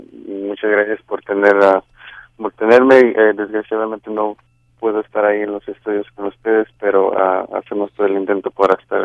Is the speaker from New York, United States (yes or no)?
no; Salinas, California, United States; Un dato, yo crecí en Salinas.